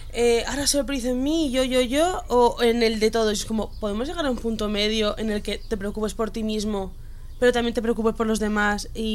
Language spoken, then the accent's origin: Spanish; Basque Country, Spain; soy muy vasca y soy muy hater